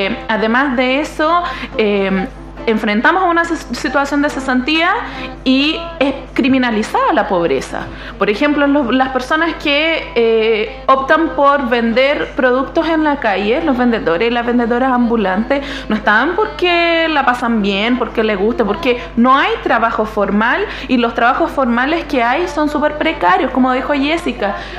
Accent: Brazil; Spanish is a second language; now in Chile; Bueno, yo tengo que agregar que además no soy chilena, yo soy brasileña, y de partida les pido disculpas de repente si me sale algo raro ahí del idioma.

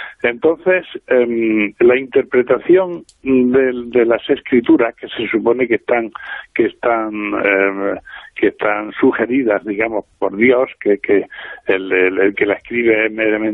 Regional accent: Spain; Para nosotros que somos españoles

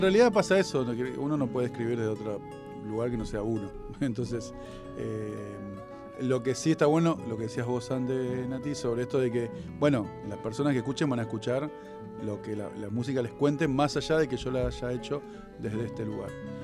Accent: Lugano, Buenos Aires, Argentina; also born or lived in Flores; Me crié ahí, y después me crié en Lugano. Ya ahí a los 8 o 10 años me fui para Lugano.

